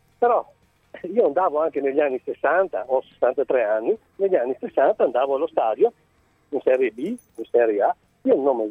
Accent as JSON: {"language": "Italian", "town": "Verona", "region": "Veneto", "country": "Italy", "said": "Io vado allo stadio, sono di Verona"}